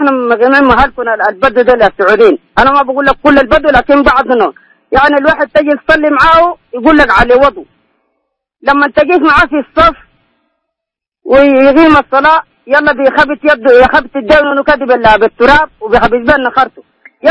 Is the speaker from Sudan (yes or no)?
yes; Sudan; نحن ثلاثة أنفار جايين من جينا من السودان وعملنا عمرة